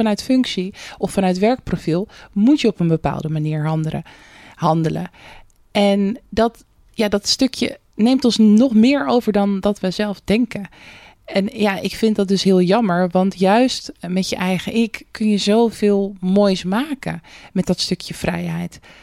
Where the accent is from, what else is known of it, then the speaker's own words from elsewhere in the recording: Rotterdam, South Holland, Netherlands; En ik als Rotterdammer kan natuurlijk geen nee zeggen.